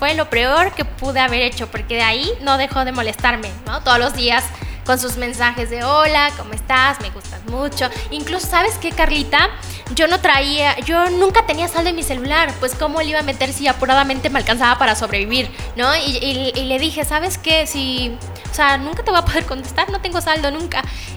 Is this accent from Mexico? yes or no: yes; Tres Valles, Veracruz, Mexico; Soy originaria de Tres Valles, Veracruz